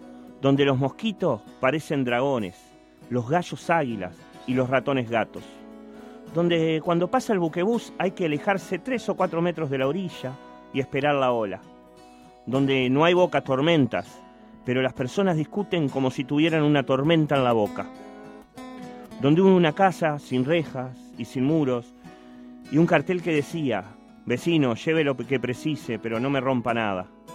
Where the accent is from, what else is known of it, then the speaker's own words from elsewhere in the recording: Montevideo, Uruguay; born there; yo nací en el Cerro Norte, después me fui a La Teja. Después anduve por el mundo y volví hace unos años a Santa Catalina.